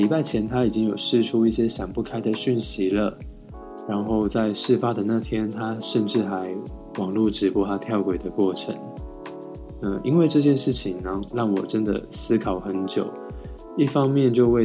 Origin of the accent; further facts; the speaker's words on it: Taiwan; now in Japan; 我是台湾人，巴拉巴拉巴，就开始讲我的成长过程啊，我学习日文的过程